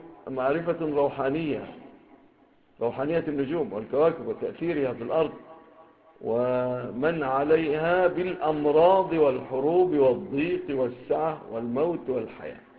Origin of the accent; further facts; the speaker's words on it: Egypt; ربما تكونش في بلادنا مصر